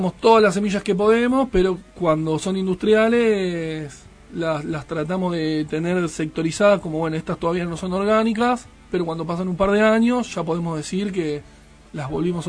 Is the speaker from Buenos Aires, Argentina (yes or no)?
yes; Buenos Aires, Argentina; Yo ahora vivo en Provincia de Buenos Aires, pero soy de Capital Federal.